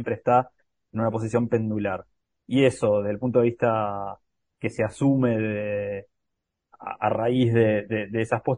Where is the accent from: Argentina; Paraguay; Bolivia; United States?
Argentina; Y también desde el sur y desde nuestros propios problemas como argentinos